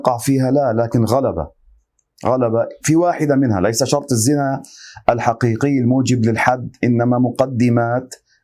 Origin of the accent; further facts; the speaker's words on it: Lebanon; هكذا معروفة عندنا في لبنان،